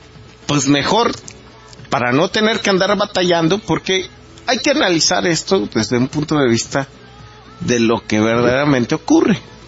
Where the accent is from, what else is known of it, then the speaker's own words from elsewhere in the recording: Mexico; como mexicanos y como personas con integridad